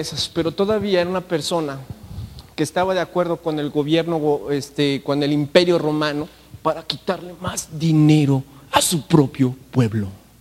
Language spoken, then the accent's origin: Spanish; Mexico; Y tengo que pagarlo porque es mi obligación como mexicano.